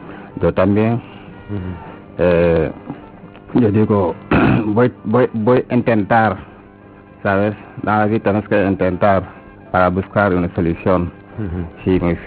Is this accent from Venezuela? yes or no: no; Senegal; Spanish is a second language; now in Spain; Sí, vengo de Senegal.